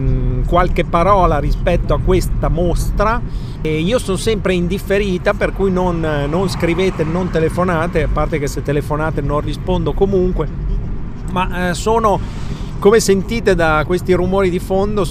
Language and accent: Italian; Bologna, Emilia-Romagna, Italy; Metto una T in mezzo a queste due Z, perché da bolognese direi